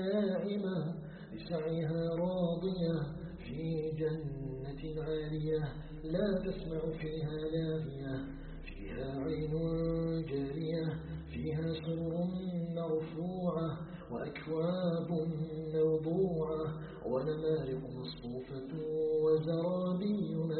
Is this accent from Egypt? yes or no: no; Algeria; نسأله تبارك وتعالى أن يجعل بلدنا الجزائر بلدا آمنا مطمئنا